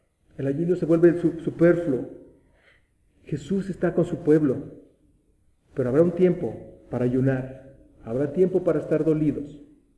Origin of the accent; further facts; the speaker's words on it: Metepec, State of Mexico, Mexico; cuando vivía aquí, cuando era niño en Metepec, pasaban señores con burros